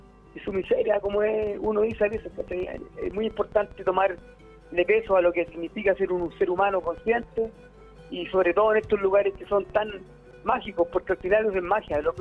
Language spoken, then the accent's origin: Spanish; Puente Alto, Santiago Metropolitan Region, Chile; porque yo me crié en Puente Alto toda mi existencia, y a última hora me vine al Pantacopo, compadre.